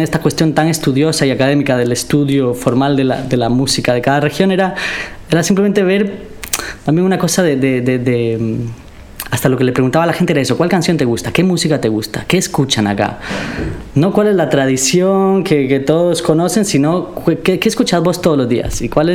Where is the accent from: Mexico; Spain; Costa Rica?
Costa Rica; moved away as an adult; Para mí se me abrió la cabeza muy grande cuando salí de Costa Rica y empecé a ver la cantidad de música popular que hay en Latinoamérica.